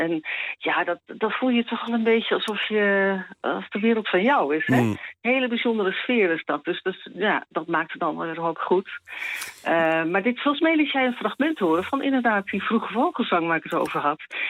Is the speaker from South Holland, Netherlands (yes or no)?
no; Zeeland, Netherlands; Nou ja, weet je, dan moet je weten, ik ben een geboren en getogen Zeeuwse.